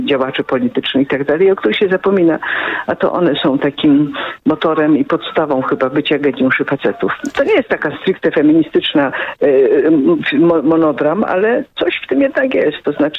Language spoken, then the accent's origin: Polish; Kraków, Lesser Poland, Poland; Ja z Krakowa.